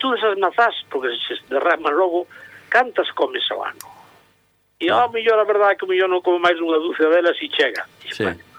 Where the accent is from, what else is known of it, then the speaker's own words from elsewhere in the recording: A Maía, Galicia, Spain; os sabores da miña infancia na Maía, ao lado de Santiago.